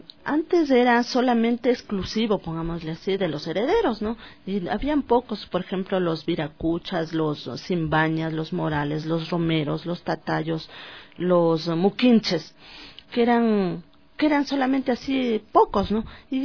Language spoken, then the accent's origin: Spanish; Ecuador; O sea, todos somos un pueblo, somos ecuatorianos en sí.